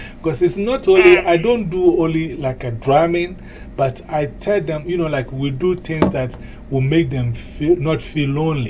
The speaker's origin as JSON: {"language": "English", "country": "Ghana", "said": "I'm from Ghana, West Africa."}